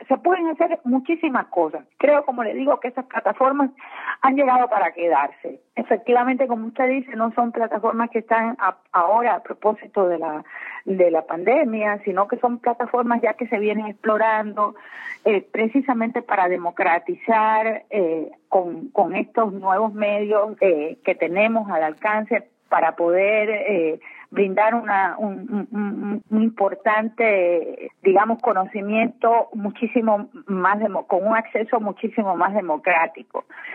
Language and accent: Spanish; Cuba; moved away as an adult; now in Ecuador; Bueno, mire, yo soy cubana de origen. Vine a este país hace 22 años